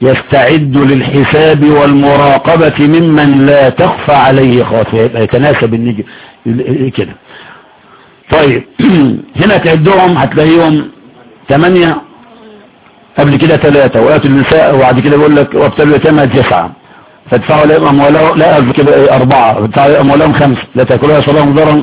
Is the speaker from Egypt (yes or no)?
yes; Egypt; دي لغتنا احنا كمصري